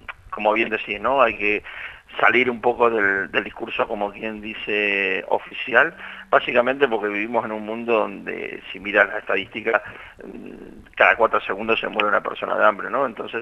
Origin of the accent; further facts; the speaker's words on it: La Pampa, Argentina; fui a un pueblo de La Pampa, muy pequeño de donde soy